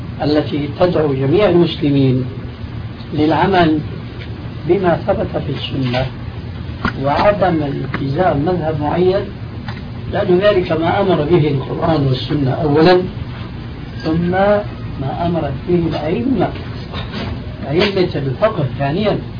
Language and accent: Arabic; Syria; كما يقولون عندنا في سوريا